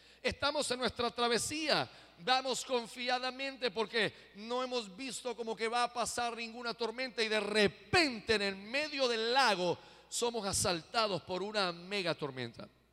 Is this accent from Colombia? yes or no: no; Puerto Rico; yo soy boricua y como el coquí